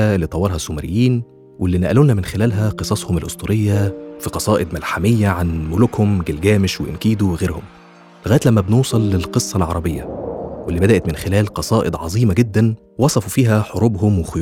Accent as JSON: {"language": "Arabic", "country": "Egypt", "said": "أو زي ما بنقول عندنا في مصر مثلا من طقطق لسلام عليكم"}